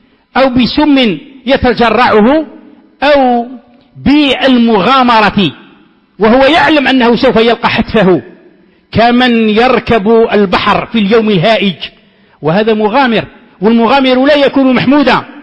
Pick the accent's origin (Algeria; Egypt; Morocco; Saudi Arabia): Algeria; ولا سيما عندنا في الجزائر